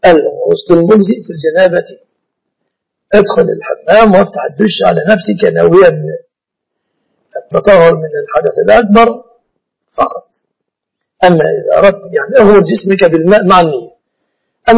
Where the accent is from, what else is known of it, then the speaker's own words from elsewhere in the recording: Egypt; علمي أن البنوك التي اطلعت على أعمالها في بلادنا مصر وفي عدد من بلاد المسلمين